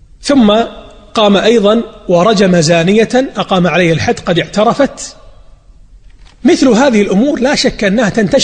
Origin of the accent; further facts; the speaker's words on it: Najd, Saudi Arabia; واتجه إلى الدرعية أيضا من بلادي نجد